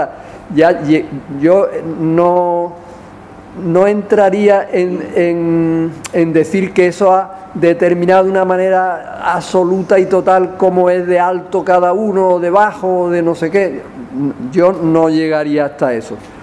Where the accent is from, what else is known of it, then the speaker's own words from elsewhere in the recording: Andalusia, Spain; Esa nuestra liberación es una liberación como trabajadores, también como andaluces y también como mujeres.